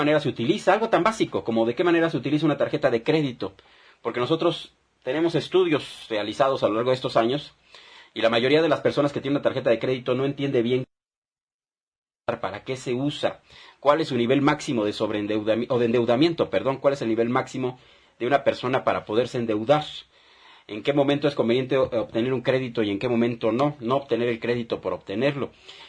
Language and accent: Spanish; Mexico; como pueblo mexicano, como ciudadanos, tendríamos que alzar la voz